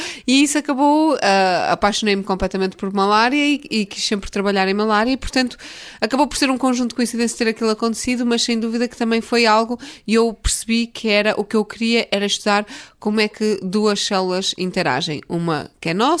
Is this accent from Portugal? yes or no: yes; Vila Nova de Gaia, Porto, Portugal; Sou originalmente de Vila Nova de Gaia, junto ao Porto.